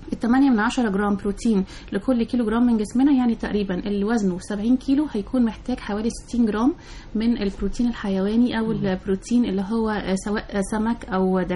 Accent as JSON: {"language": "Arabic", "country": "Egypt", "said": "كبار السن الحقيقة طبعا للأسف عندنا في مصر مش بيلاقوا عناية كاملة"}